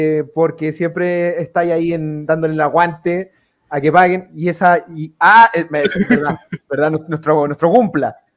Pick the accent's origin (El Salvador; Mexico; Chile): Chile; Ahora me voy a caer al alcoholismo, como buen chileno que soy.